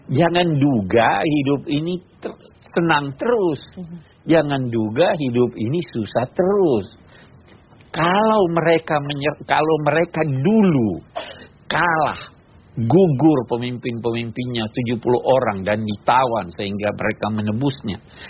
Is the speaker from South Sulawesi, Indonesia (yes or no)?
yes; South Sulawesi, Indonesia; Saya di kampung saya di Sulawesi Selatan ada peribahasa